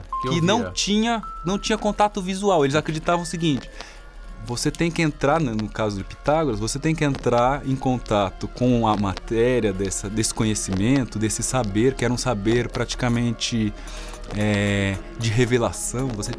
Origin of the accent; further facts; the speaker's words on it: Maringá, Paraná, Brazil; E desde lá de Maringá, lá de onde eu vim, eu já fazia essas coisas.